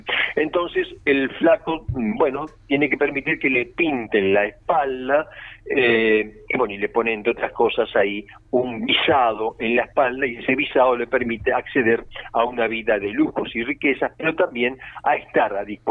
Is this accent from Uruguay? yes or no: yes; Uruguay; puesto que yo también soy un uruguayo y me interesa lo que hacemos.